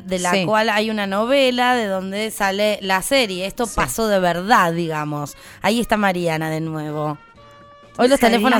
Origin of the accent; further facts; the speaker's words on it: Argentina; porque somos argentinos primero.